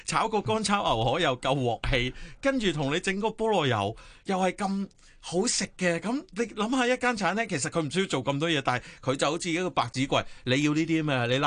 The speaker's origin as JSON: {"language": "Cantonese", "country": "Hong Kong", "said": "但我哋香港人慣咗有呢一下嘅喎，"}